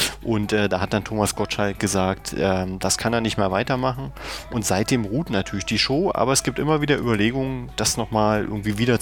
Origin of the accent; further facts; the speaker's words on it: Berlin, Germany; Also zum Beispiel hier als Berliner muss man